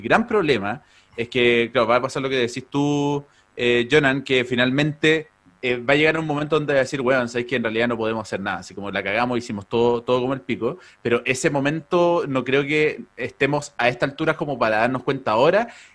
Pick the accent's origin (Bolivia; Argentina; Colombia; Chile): Chile; Acá nosotros tenemos muy poco, ¿cachai? Como chilenos tenemos muy poco.